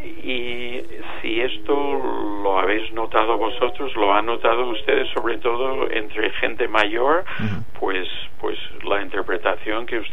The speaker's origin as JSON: {"language": "Spanish", "country": "United States", "lives_now": "Spain", "said": "en mi país, en Estados Unidos, hay una presencia de inmigración mayor que aquí en España"}